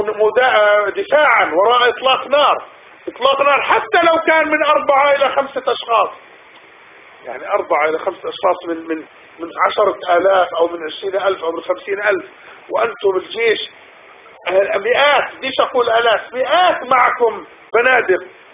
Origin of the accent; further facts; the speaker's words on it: Palestine; على الأقل نحن الآن من أهل الأرض وفلسطين، نحن لسنا من أهل مصر